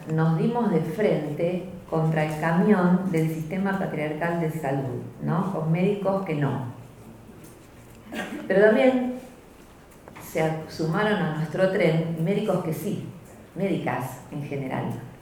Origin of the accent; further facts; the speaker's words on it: Argentina; como somos argentinas y somos hijas de las madres de la Plaza de Mayo